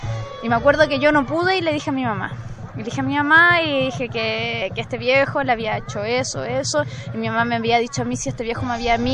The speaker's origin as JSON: {"language": "Spanish", "town": "Rancagua", "region": "O'Higgins", "country": "Chile", "tie": "born or raised there", "said": "yo soy de Rancagua. Y en la casa donde yo vivía cuando era chica, como hace los 12, 13 años"}